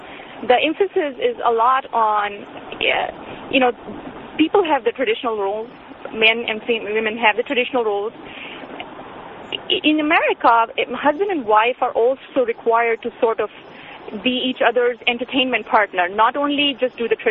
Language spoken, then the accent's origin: English; India; I'm from India and I grew up in India and born and brought up with cultural Indian values.